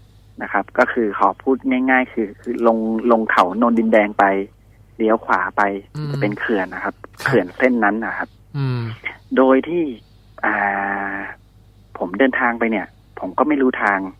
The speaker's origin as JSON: {"language": "Thai", "region": "Bangkok", "country": "Thailand", "said": "โดยปกติแล้วเนี่ยผมมาเป็นคนกรุงเทพ"}